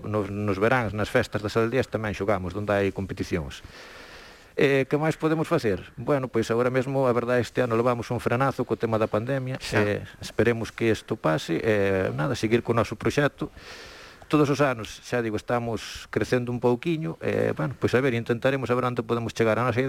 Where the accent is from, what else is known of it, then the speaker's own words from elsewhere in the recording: Santa Marta, Galicia, Spain; Parroquia de Río Torto, sí, unha parroquia de Río Torto.